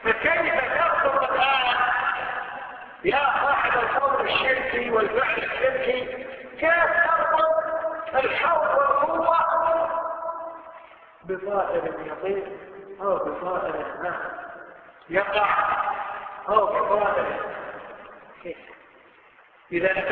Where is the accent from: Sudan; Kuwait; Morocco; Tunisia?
Kuwait; شوف أي مستشفى عندنا في الكويت